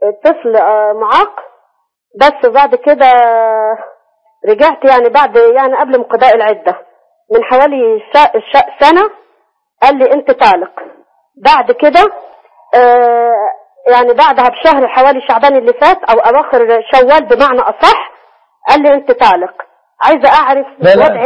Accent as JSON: {"language": "Arabic", "town": "Asyut", "region": "Asyut Governorate", "country": "Egypt", "said": "أنا واحدة من أسيوط، أنا طلاق."}